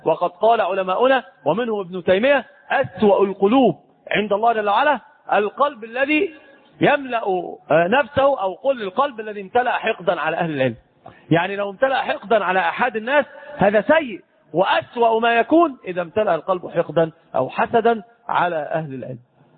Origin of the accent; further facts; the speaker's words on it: Egypt; أنت تراه عندنا في مصر الناس بتركب حمير